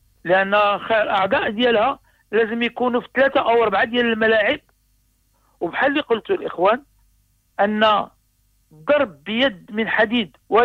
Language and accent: Arabic; Morocco; العكس العكس اللي كيطرح عندنا في المغرب